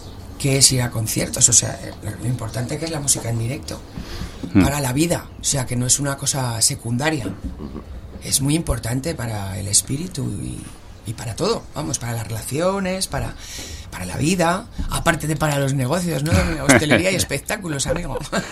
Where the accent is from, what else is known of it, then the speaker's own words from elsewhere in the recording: Aragon, Spain; a mí me salva mi tierra, en Aragón trabajo bastante